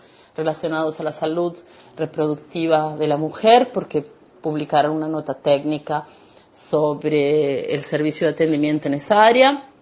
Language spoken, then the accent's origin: Spanish; Argentina; now in Barueri, Brazil; soy argentina, soy doula. Actualmente como secretaria de una clínica, trabajo en casa. Vivo en Barueri